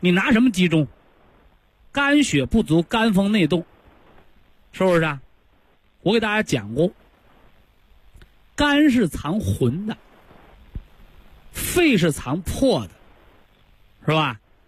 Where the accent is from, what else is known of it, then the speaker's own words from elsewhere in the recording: China; 我们中国人很讲道理，